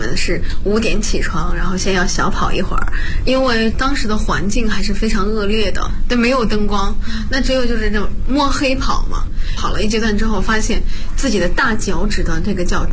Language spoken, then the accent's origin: Chinese; Bozhou, Anhui, China; 我是华佗五禽系第59代传承人，我来自安徽亳州。